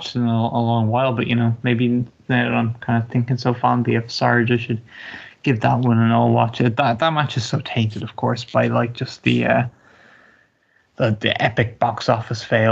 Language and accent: English; Ireland; maybe just me as an Irishman